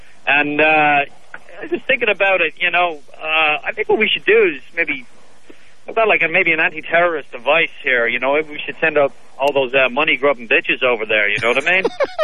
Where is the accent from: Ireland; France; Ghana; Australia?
Ireland; moved away as an adult; now in Los Angeles, United States; I'm from Ireland. I've been out here for 12 years, having a great time.